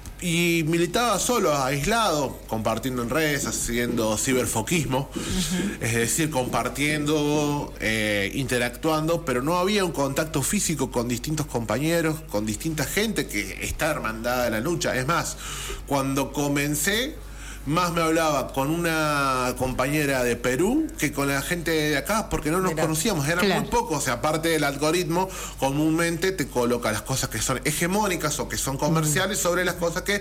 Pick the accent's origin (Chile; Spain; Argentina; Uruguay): Argentina; Merlo, Buenos Aires Province; yo me crié acá en Merlo.